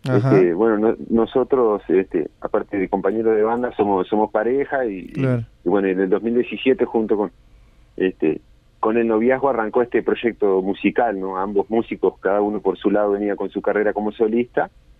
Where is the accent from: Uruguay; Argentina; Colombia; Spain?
Uruguay; Cerro Largo; now in Colonia, Uruguay; que soy de Cerro Largo, oriundo, pero bueno, hace un par de años estamos radicados aquí en el departamento de Colonia